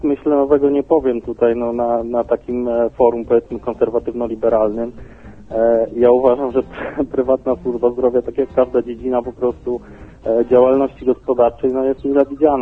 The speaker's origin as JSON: {"language": "Polish", "town": "Lublin", "region": "Lublin Voivodeship", "country": "Poland", "said": "pochodzę, prawda, z Lublina"}